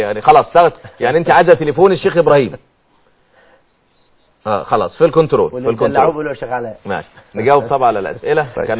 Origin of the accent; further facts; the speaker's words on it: Upper Egypt, Egypt; وفي الصعيد يعني عندنا في الصعيد